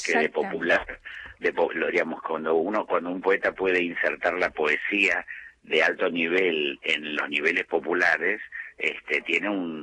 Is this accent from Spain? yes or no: no; Argentina; Somos argentinos, somos totalmente diferentes y únicos.